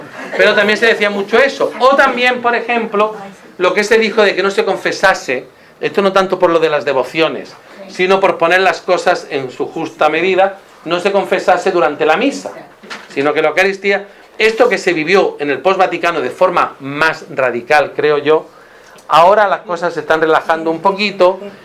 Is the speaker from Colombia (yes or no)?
no; La Zubia, Andalusia, Spain; cuando yo era pequeño, cuando yo tenía, que hablo del año 70-75, pues en la Zubia, en mi pueblo